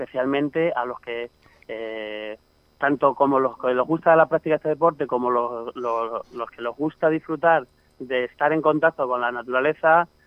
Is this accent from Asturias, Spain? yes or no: no; Sotillo de las Palomas, Castilla-La Mancha, Spain; dar a conocer lo que es mi pueblo, que es Sotillo de las Palomas